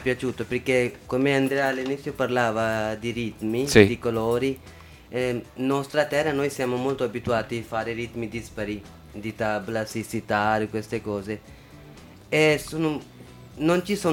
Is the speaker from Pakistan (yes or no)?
yes; Pakistan; Italian is a second language; now in Italy; come la mia terra, sono Pakistan, Italia, qua di là, è unita